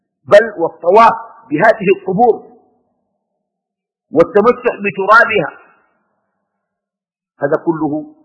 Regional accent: Sudan; وعندنا في السودان أسوأ من هذه الممارسة

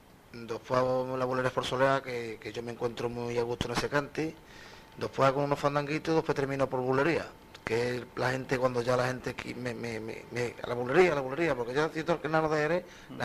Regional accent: Jerez, Andalusia, Spain; also born or lived in Madrid; recuerdo la primera vez que yo salí de Jerez, me llevaste tú a Madrid, que fue la primera vez que yo salí

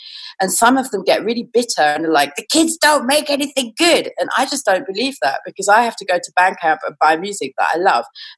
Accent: London, United Kingdom; And I come from London, man.

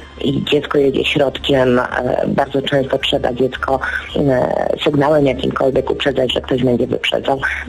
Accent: Warsaw, Masovian Voivodeship, Poland; Jestem z Warszawy.

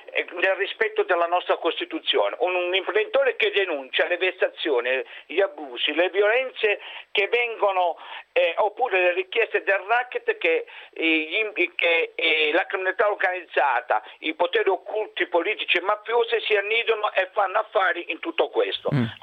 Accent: Calabria, Italy; moved away as an adult; non possiamo far più rientro nella mia terra, nella mia Calabria

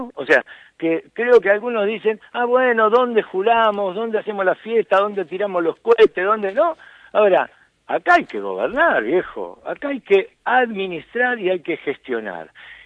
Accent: Cuartel V, Buenos Aires Province, Argentina; Yo soy de Cuartel Quinto

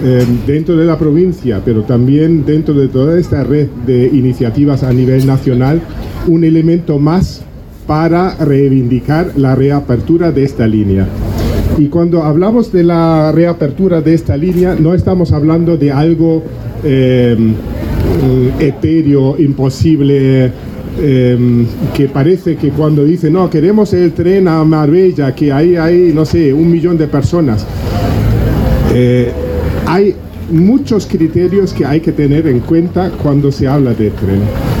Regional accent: Germany; now in Granada, Spain; Bueno, soy alemán, pero granadino alemán de muchísimos años.

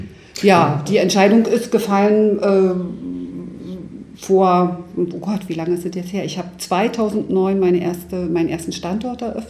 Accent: East Germany, Germany; Ich bin im Osten geboren und aufgewachsen.

